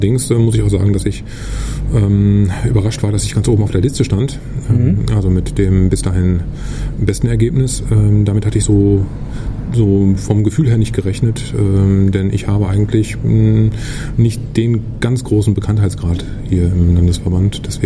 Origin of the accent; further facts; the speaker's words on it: Dortmund, North Rhine-Westphalia, Germany; ich komme aus Dortmund, bin da seit 2009 aktiv